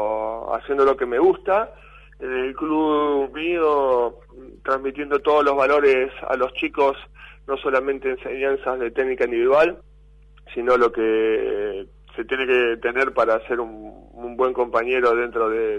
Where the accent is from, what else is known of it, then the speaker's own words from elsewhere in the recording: Argentina; me siento orgulloso de todo lo que se pudo conseguir como jugador de básquet y como argentino.